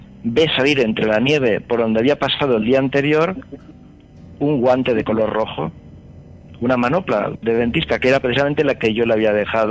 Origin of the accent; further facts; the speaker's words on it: Alicante, Valencian Community, Spain; nosotros somos también de Alicante, pero no somos los desaparecidos.